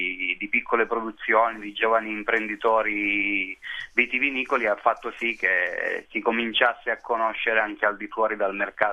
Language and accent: Italian; Basilicata, Italy; io vengo dal Vulture, che produceva Aglianico, e il primo bicchiere è stato l'Aglianico del...